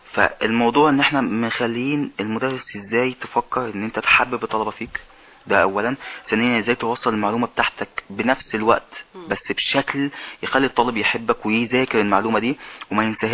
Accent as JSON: {"language": "Arabic", "country": "Egypt", "said": "الحاجات العلميه اللي طالعه جديد عندنا في مصر هي قديمه قوي"}